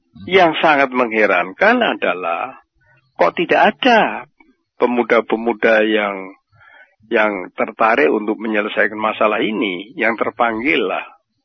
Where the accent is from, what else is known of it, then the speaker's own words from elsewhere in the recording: Juwana, Central Java, Indonesia; born there; Kalau yang Gading Rejo di Juwana, di tempat kelahiran saya.